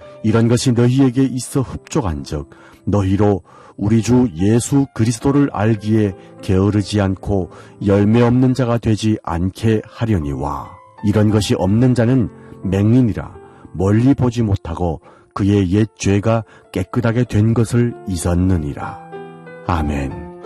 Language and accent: Korean; North Korea; now in South Korea; 지금까지 진행해 저는 탈북민